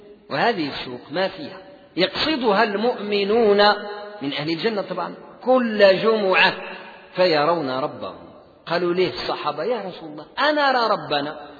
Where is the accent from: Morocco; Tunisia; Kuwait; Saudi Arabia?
Morocco; بحال احنا عندنا في المغرب، وحدة غربية وحدة شرقية.